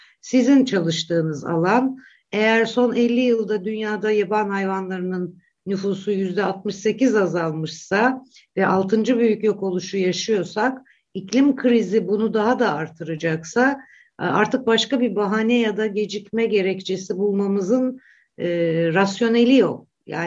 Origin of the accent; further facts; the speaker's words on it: Black Sea Region, Turkey; Örneğin ben Karadenizliyim.